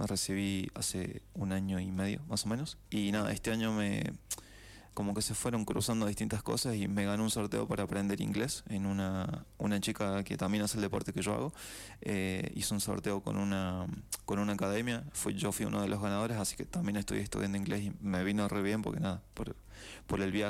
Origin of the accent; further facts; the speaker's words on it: San Luis, Argentina; sé que soy el único de San Luis